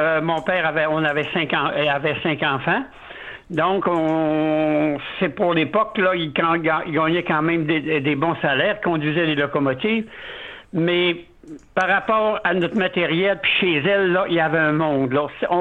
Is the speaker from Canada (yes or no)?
yes; Jonquière, Quebec, Canada; Même Madame Barry, son épouse, on l'a connue, a déjà vécu 2 ans chez nous à Jonquière